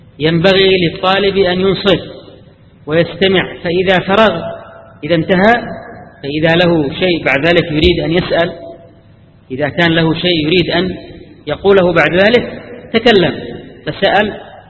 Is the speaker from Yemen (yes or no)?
yes; Yemen; أنا أذكر في مجلس أحد المحدثين عندنا في اليمن